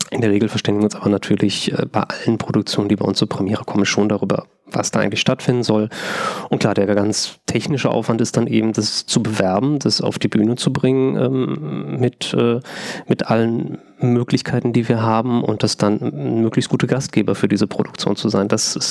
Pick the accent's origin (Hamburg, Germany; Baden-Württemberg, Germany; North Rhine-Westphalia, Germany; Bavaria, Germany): North Rhine-Westphalia, Germany; Ich komme aus Westfalen, also da sagt man Figurentheater.